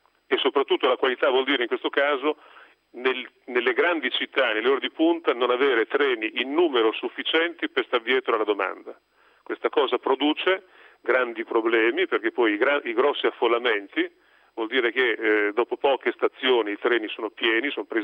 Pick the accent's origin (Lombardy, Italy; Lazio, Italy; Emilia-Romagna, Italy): Emilia-Romagna, Italy; Rimini; io sono anch'io dell'Adriatica, vengo da Rimini.